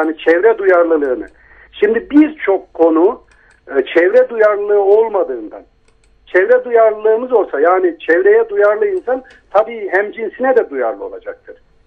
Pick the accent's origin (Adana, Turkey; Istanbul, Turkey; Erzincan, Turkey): Adana, Turkey; Kozan; Şimdi ben Avrupa ve Adana Kozanlıyım ben.